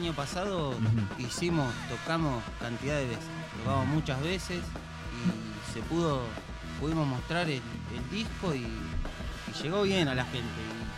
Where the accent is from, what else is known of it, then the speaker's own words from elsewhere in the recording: Berazategui, Buenos Aires Province, Argentina; Bien, bien, somos de Plátanos Hudson, Berazategui.